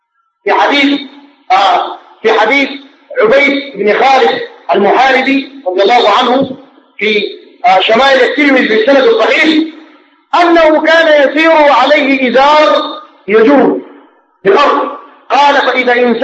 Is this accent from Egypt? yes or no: no; Sudan; نحن كسودانيين فينا علم